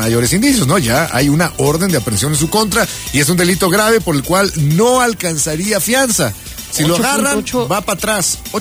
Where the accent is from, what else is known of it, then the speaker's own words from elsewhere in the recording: Mexico; Así de profundo somos los mexicanos